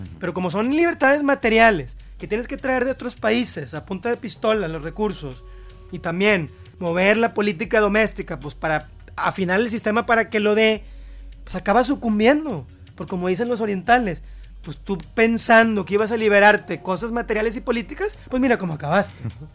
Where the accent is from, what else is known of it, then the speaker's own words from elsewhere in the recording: Mexico; bueno, soy mexicano, sí, tampoco voy a estar en contra de todo